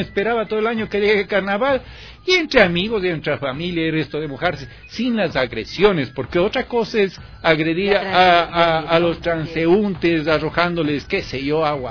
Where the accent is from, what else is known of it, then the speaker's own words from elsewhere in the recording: Cuenca, Azuay, Ecuador; Yo me crié en Cuenca, y en Cuenca los carnavales era muy típico.